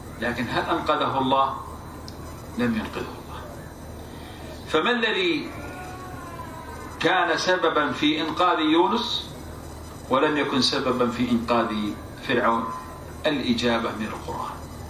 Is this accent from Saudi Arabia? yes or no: yes; Saudi Arabia; عندنا في السعودية كلهم يصحوا